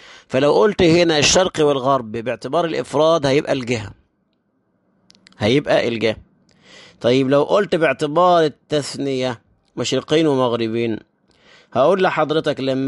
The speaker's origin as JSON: {"language": "Arabic", "country": "Egypt", "said": "الشمس لما بتشرق في اول النهار عندنا في مصر"}